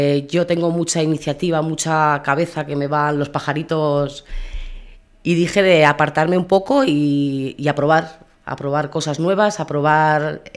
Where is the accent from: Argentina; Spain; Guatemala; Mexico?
Spain; Berriozar, Navarre; yo me he criado en Berriozar y ya te casas y te vas, pero he tenido que volver